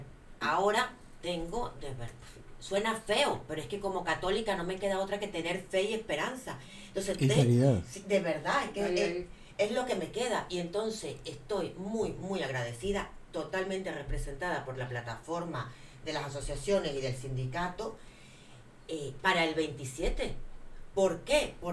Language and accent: Spanish; Canary Islands, Spain; va a estar en mi pueblo, en Tenerife, llevando sol.